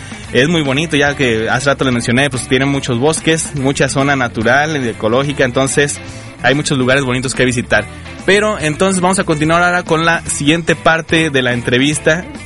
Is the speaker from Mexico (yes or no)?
yes; Mexico; como buen mexicano